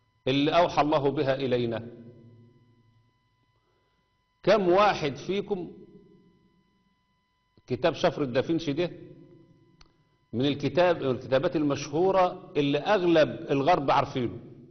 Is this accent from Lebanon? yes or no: no; Egypt; وخصوصا عندنا في مصر